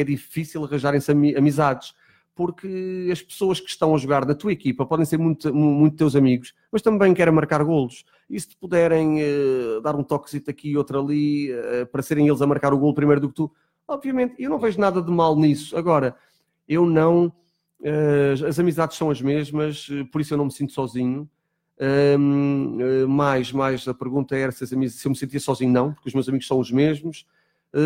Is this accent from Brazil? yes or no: no; Azores, Portugal; now in Lisbon, Portugal; Eu quando venho dos Açores para Lisboa, eu não tinha amizades, tive que começá-las do zero.